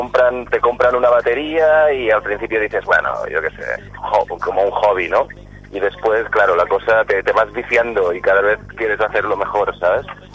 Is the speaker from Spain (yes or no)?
yes; Barcelona, Catalonia, Spain; vengo de aquí, de Barcelona, de la escena, sobre todo de la escena de Barcelona.